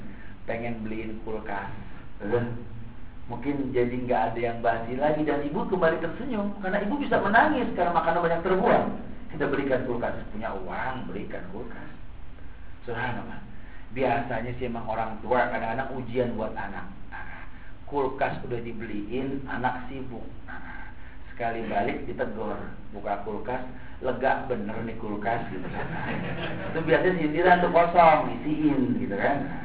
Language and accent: Indonesian; Jakarta, Indonesia; Ya Allah, kita orang Jakarta yang gak mungkin gak makan begitu.